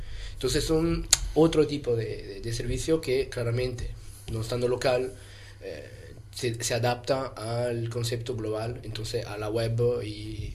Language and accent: Spanish; Switzerland; Spanish is a second language; now in Spain; Yo, por ejemplo, soy suizo, no soy español, pero puedo dar aquí me voy adaptando.